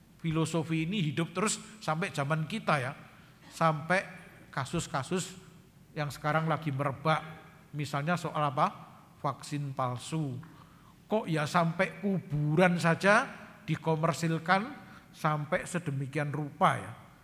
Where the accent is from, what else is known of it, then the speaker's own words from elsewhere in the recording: Yogyakarta, Special Region of Yogyakarta, Indonesia; kalau saya ini orang Jogja, saudara. Orang Jogja enggak kenal grammar superlatif ya